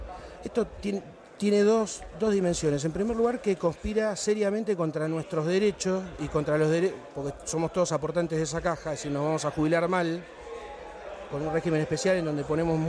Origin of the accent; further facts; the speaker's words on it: Buenos Aires Province, Argentina; que somos todos los bonaerenses.